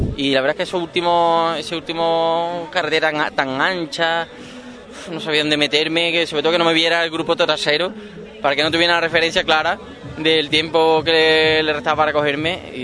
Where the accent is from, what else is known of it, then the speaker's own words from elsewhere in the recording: Puente Genil, Andalusia, Spain; Yo soy de Puente Genil, allí lo máximo que aspiro son olivos, sí, y membrillo.